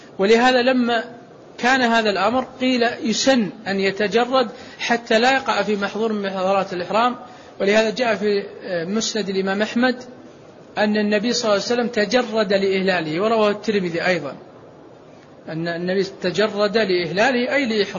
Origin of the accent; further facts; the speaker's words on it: Saudi Arabia; مثل البشوت التي عندنا في السعودية